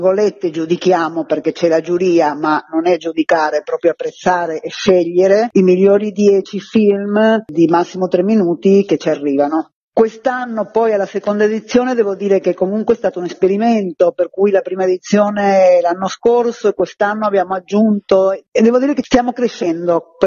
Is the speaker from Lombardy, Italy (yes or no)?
yes; Milan, Lombardy, Italy; Quest'anno lo facciamo a Milano, perché noi siamo milanesi